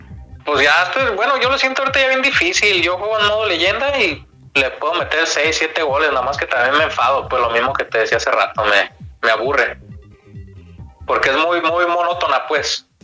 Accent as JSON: {"language": "Spanish", "country": "Mexico", "said": "Sí, pero yo soy mexicano"}